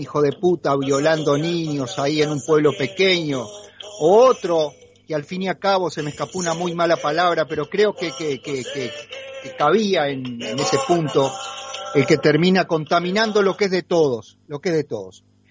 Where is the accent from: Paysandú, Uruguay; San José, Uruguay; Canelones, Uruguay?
Paysandú, Uruguay; now in Montevideo, Uruguay; yo vengo de Paysandú, un pueblo más grande que Alberti, pero pequeño al fin.